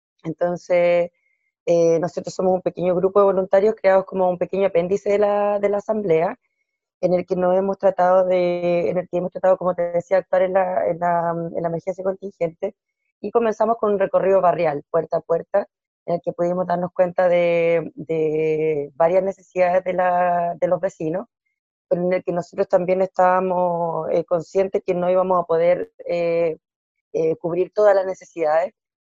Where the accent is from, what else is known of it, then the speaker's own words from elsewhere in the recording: Valparaíso, Chile; de Cerro Alegre también.